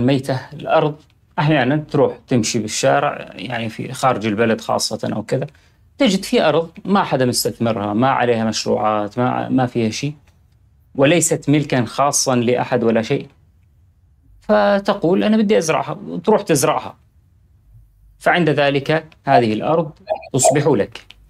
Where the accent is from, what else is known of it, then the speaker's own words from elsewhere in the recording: Syria; now in Europe; كان عندنا بسوريا هذا شيء صعب جدا